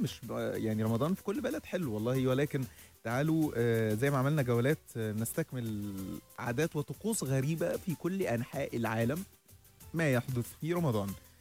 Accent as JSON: {"language": "Arabic", "country": "Egypt", "said": "يعني المناسبات السعيدة عندنا في مصر نجوز في العيد"}